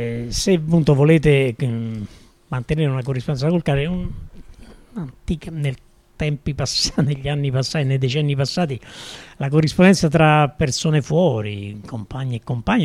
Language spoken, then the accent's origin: Italian; Anzio, Lazio, Italy; born there; appunto, sono nata ad Anzio, in provincia di Roma